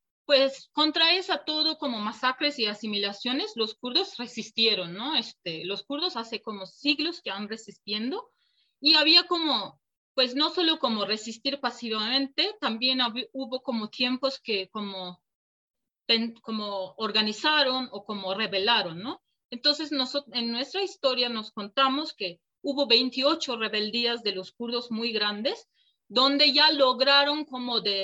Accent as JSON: {"language": "Spanish", "country": "Turkey", "tie": "born there", "second_language": "Spanish", "said": "en mi caso, yo nací en Turquía, entonces por eso como toda la educación que recibí para que yo sí me podría considerar como turca, ¿no?"}